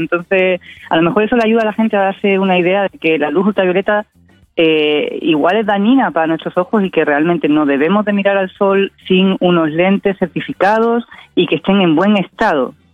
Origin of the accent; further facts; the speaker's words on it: Spain; now in Valparaíso, Chile; me escuchan el acento, yo soy española, igual yo creo que ya soy porteña de adopción